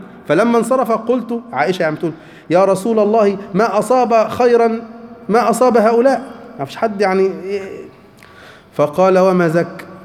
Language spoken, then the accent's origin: Arabic; Egypt; هو على فكرة حيوان مش موجود عندنا في مصر